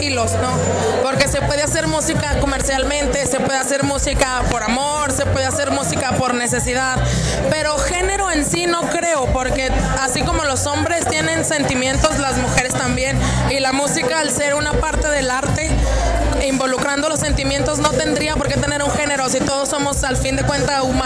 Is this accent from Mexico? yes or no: yes; Aguascalientes, Mexico; somos las dos de Aguascalientes, estamos juntas desde el 2007, finales, principios de 2008